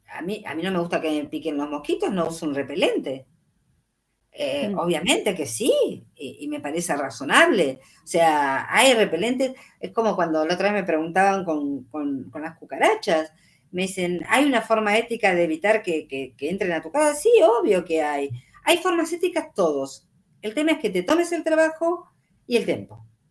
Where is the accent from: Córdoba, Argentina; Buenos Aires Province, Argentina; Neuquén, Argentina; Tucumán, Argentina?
Córdoba, Argentina; yo me crié en un pueblo en Córdoba con 1.200 metros en la casa de mi abuelo.